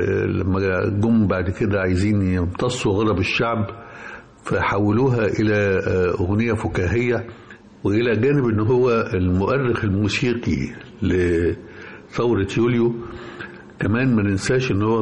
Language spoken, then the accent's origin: Arabic; Egypt; بالهزيمة المريرة اللي مستنا جميعا كمصريين وعرب